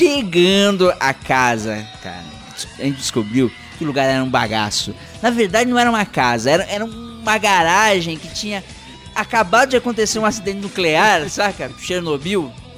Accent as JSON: {"language": "Portuguese", "region": "São Paulo", "country": "Brazil", "said": "Pra mim, que sou paulistano, não existe programa"}